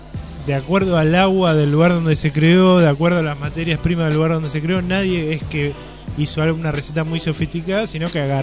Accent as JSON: {"language": "Spanish", "town": "Castelar", "region": "Buenos Aires Province", "country": "Argentina", "said": "nosotros somos todo de Castelar"}